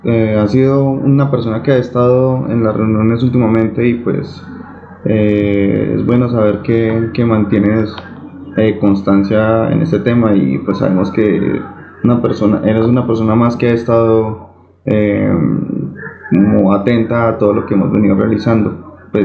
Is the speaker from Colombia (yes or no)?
yes; Armenia, Quindío, Colombia; de Armenia, Colombia.